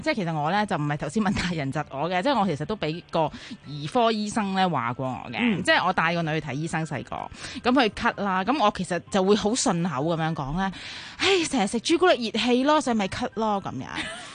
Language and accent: Cantonese; China; 咁如果我哋中国人嗰啲面咧，咩上海面啊、河粉啊